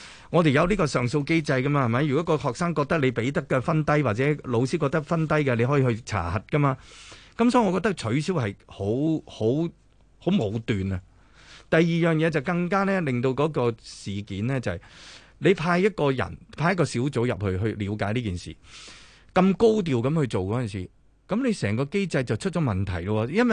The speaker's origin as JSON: {"language": "Cantonese", "country": "Hong Kong", "said": "係咪將我哋香港人將全中國嘅錢全部攞走曬啊？"}